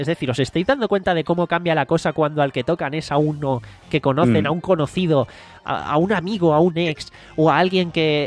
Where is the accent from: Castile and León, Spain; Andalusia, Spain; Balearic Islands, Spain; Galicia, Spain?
Andalusia, Spain; Jaén; Yo soy de Jaén, por eso no nos conocimos en persona antes.